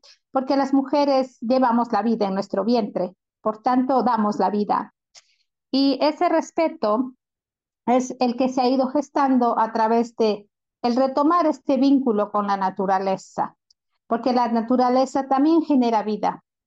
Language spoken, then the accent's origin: Spanish; Ecuador; Ya se ha incorporado en la Constitución de Ecuador, que es de donde yo vengo